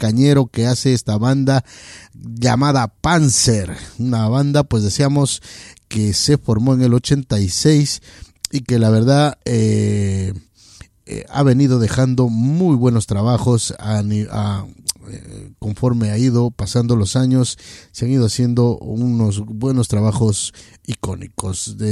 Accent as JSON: {"language": "Spanish", "region": "Loja", "country": "Ecuador", "lives_now": "Madrid, Spain", "said": "para toda esa buena gente rockera allí en mi provincia, en Loja."}